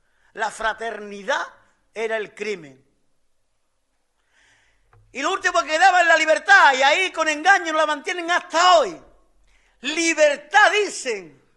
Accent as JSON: {"language": "Spanish", "region": "Andalusia", "country": "Spain", "said": "como trabajadores y como andaluces"}